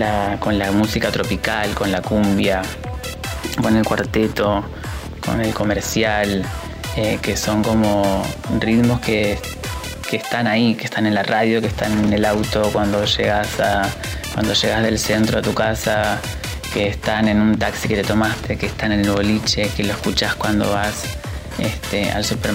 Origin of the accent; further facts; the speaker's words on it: Caleta Olivia, Santa Cruz, Argentina; born there; now in Buenos Aires, Argentina; Yo soy caletense, que es el gentilicio que llevamos las personas que nacimos en Caleta Olivia. Caleta Olivia, para quien no conoce, es una ciudad que queda en la provincia de Santa Cruz.